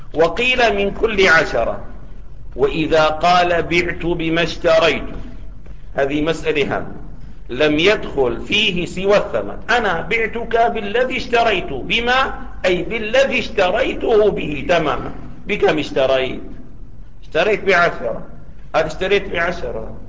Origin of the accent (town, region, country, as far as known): Syria